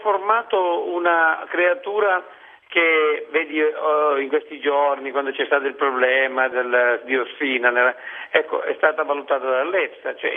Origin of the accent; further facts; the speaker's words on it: Rosolini, Sicily, Italy; Sono di Rosolini, in provincia di Siracusa, praticamente, per chi non conoscesse la Sicilia, è attaccata a Noto, perché Noto la conoscono tutti.